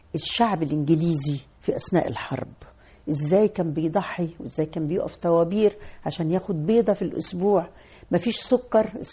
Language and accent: Arabic; Roda, Cairo Governorate, Egypt; احنا انا من مواليد الروضة وسكنة في الروضة, انا وانا عندي 11 سنة وعديت كوبري عباس مشي, احنا في الروضة